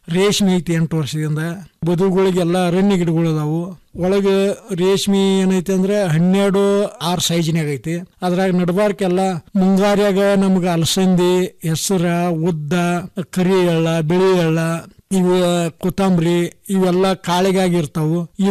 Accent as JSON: {"language": "Kannada", "town": "Hidkal", "region": "Karnataka", "country": "India", "tie": "born or raised there", "said": "ನಮ್ದು ಬೆಳಗಾವಿ ಜಿಲ್ಲೆ ರಾಯಬಾಗ ತಾಲೂಕು ಹಿಡ್ಕಲ್ ಗ್ರಾಮ."}